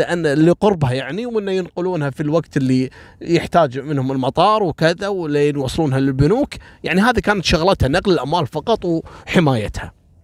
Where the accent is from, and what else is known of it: Kuwait